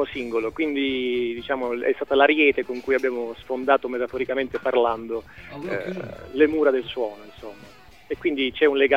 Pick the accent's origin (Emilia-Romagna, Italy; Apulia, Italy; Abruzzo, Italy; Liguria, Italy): Apulia, Italy; moved away as an adult; also born or lived in Milan; E poi praticamente la vita ha voluto che ritornassi nella mia amatissima Puglia